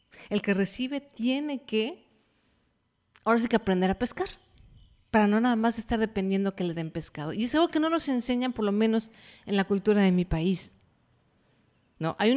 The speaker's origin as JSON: {"language": "Spanish", "country": "Mexico", "said": "Por ejemplo, en mi país, que es México, hay mucho esta idea, por lo menos en la generación en la que yo crecí"}